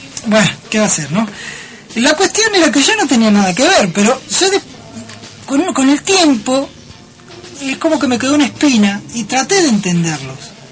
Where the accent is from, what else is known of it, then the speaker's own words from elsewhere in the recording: Argentina; me miraban y decían, vos sos argentino.